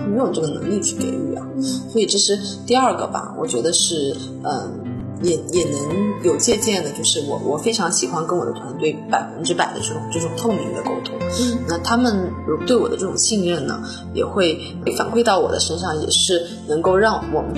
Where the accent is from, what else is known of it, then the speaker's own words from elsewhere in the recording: Northeast China, China; also born or lived in United States; 美国人啊，他是跟我们中国的东北人，我老家的家乡人非常的相近，是非常热情好客的